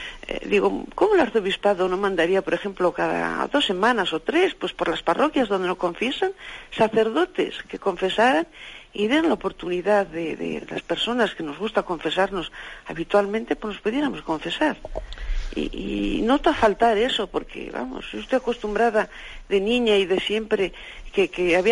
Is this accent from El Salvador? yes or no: no; Valladolid, Castile and León, Spain; Aquí yo soy de Valladolid